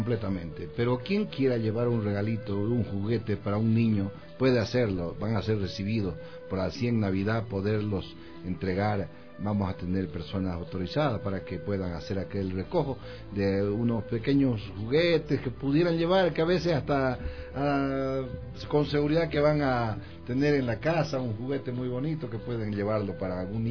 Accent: Bolivia; born there; moved away; Somos nacidos en Bolivia, pero trabajamos acá y nos sentimos en casa con todos ustedes.

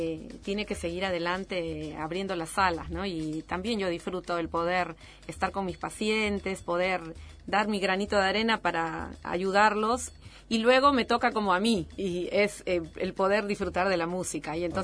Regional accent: Lima, Peru; mi verdadero amor es música de la costa peruana, porque soy de Lima, que es justamente de la costa.

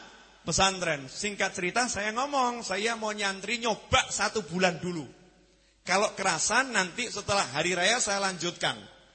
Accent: Java, Indonesia; Cuman kita orang Jawa lebih seneng bahasa Indonesia.

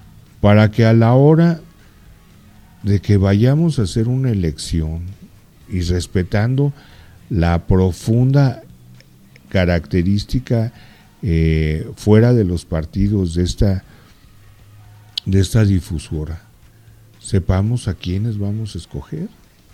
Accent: Mexico; que comprarle forzosamente a la gente que produce, a la gente que distribuye, a la gente que vende en mi país. Antes de pensar en cosas que definitivamente no tienen la calidad de lo que tiene lo hecho en México

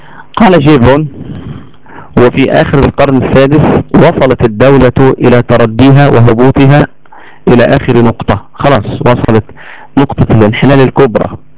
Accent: Egypt; علشان كده لو تفتكروا كويس قوي عندنا في مصر هنا بعد موضوع الثورة حصل الآتي

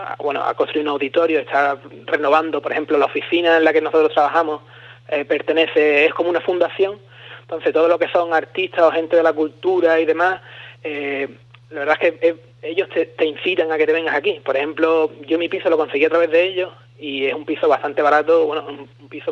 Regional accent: Spain; estoy yo, que soy español

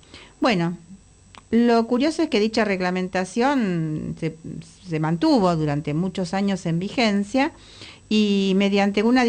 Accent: Galicia, Spain; yo digo gallego, pero es con todo cariño por mi tierra, de mi familia.

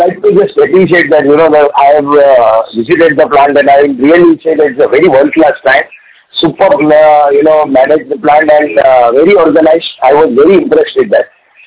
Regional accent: India; English is a second language; being Indian, I was very proud

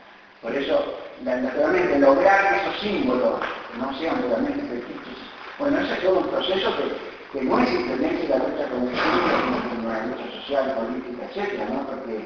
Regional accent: Argentina; Yo quiero afirmarme como sujeto argentino

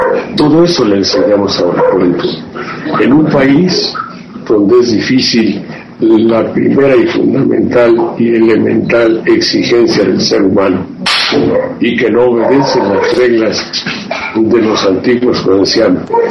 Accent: Mexico; Ahora los mexicanos somos un mexicano es enemigo de otro.

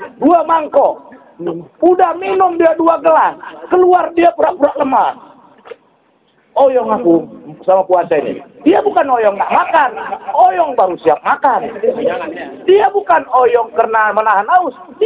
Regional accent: Kuala Tanjung, North Sumatra, Indonesia; Ada lagi di kampung kami di Kuala Tanjung, tak perlu sholat lima waktu, katanya dalilnya.

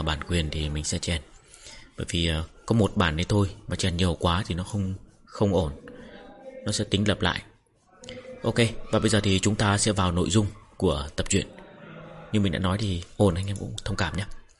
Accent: Bac Ninh, Vietnam; Quê mình là quê quan họ, nên cuối tuần là các cụ, các anh, các chị là tổ chức giao lưu

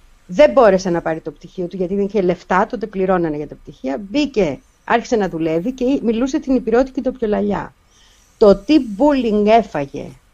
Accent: Greece; αυτή είναι η ντοπιολαλιά μου και το χωριό μου δεν το λένε για Παρασκευή, το λένε Λιβιάχοβο, ρε αδερφέ.

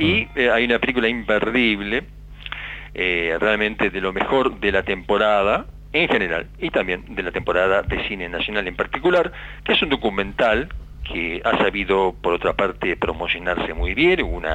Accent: Uruguay; buscar en las raíces de lo que somos como orientales, como uruguayos

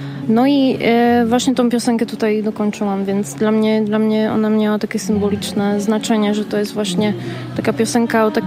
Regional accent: Slovakia; first language Slovak; Polish is a second language; now in Wrocław, Poland; I pochodzę ze Słowacji. 3,5 roku mieszkam we Wrocławiu. No i śpiewam i gram piosenki, piszę piosenki w swoim języku ojczystym, co jest właśnie język słowacki.

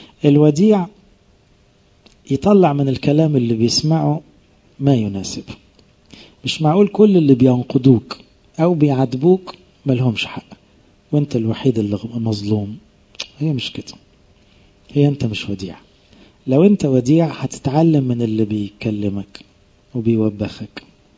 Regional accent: Egypt; احنا اغلبنا كمصريين فينا الطبع ده

